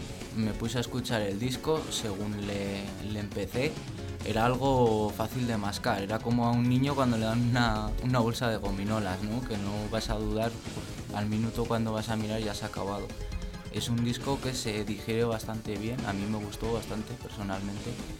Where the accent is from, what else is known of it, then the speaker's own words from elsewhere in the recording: Burgos, Castile and León, Spain; Sí, yo soy de Burgos.